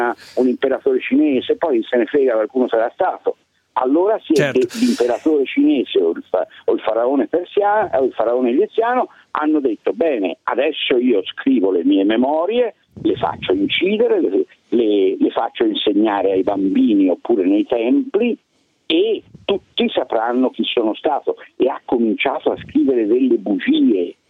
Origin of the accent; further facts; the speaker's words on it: Florence, Tuscany, Italy; di sicuro, io da buon fiorentino dico